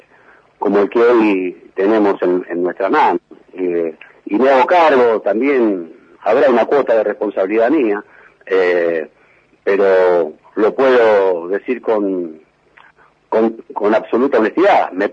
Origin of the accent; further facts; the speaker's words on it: Moreno, Buenos Aires Province, Argentina; mi patria chica, que es Moreno, siempre lo voy a llevar en mi corazón